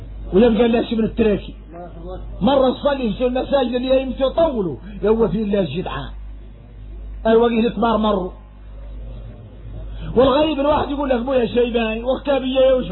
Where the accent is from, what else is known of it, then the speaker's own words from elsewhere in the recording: Mauritania; وإحنا موريتاني فاصلين في حد يطول